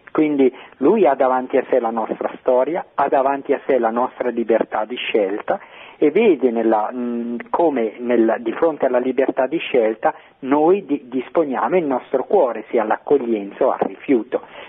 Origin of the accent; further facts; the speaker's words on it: Bergamo, Lombardy, Italy; accent: Bergamo; sente il mio accento, anch'io sono di Bergamo, quindi è bello sentire il mio accento.